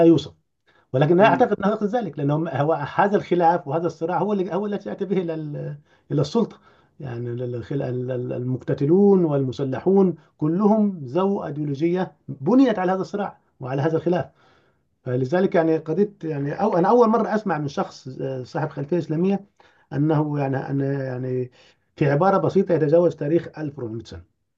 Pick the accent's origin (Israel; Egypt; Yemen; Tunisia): Egypt; Upper Egypt; موجود عندنا في الصعيد حتى الآن